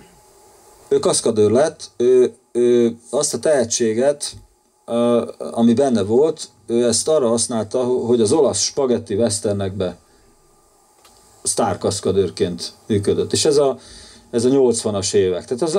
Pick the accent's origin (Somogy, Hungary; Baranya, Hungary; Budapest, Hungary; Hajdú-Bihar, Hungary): Somogy, Hungary; Kaposmérő; És ő miskolci volt ez a fiú, én kaposmérői vagyok.